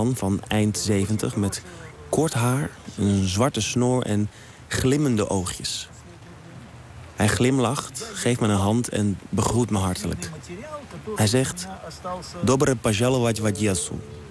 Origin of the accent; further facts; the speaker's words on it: Amsterdam, North Holland, Netherlands; 32 jaar oud, geboren en getogen in Amsterdam, waar ik me helemaal thuis voel. Ik ben nog nooit langer dan 3 weken weg geweest van huis.